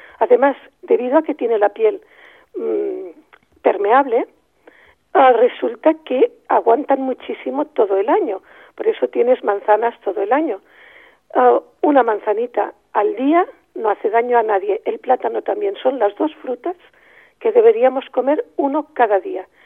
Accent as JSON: {"language": "Spanish", "town": "Ibiza", "region": "Balearic Islands", "country": "Spain", "said": "No, yo soy ibicenco, no soy balear, soy ibicenco."}